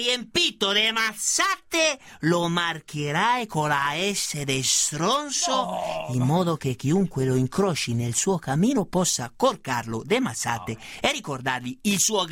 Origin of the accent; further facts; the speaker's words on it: Treviso, Veneto, Italy; Io sono di Treviso, lo voglio chiarire una volta per tutte